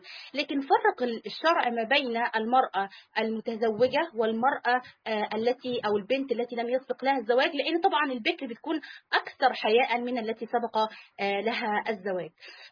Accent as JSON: {"language": "Arabic", "country": "Egypt", "said": "سواء البلاد العربية أو سواء عندنا في مصر، في بعض القرى"}